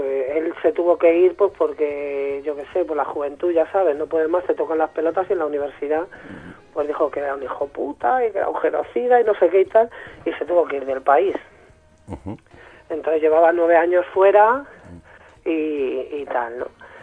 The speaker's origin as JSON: {"language": "Spanish", "town": "Madrid", "region": "Community of Madrid", "country": "Spain", "tie": "born or raised there", "said": "Yo soy de Lavapiés de toda la vida"}